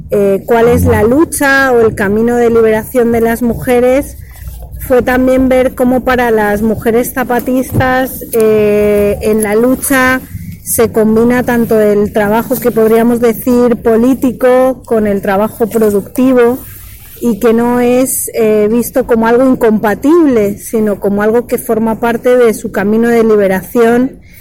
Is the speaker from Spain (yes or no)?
yes; Valencia, Valencian Community, Spain; now in Mexico; soy de Valencia, pero me reconozco adicta a México. Llegué también como Didi. Bueno, yo llegué hace 20 años a México